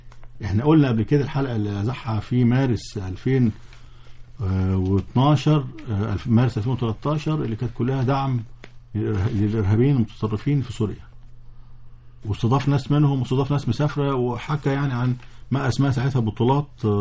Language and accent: Arabic; Egypt; لكن انا كمصري